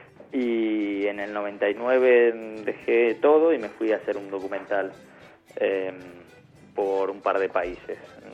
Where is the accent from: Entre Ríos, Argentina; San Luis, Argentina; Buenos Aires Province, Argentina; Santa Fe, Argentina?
Buenos Aires Province, Argentina; Morón; Yo soy de Morón, nací en Morón, y hice el conservatorio de música en Morón y después, bueno, al mismo tiempo la carrera de imagen y sonido.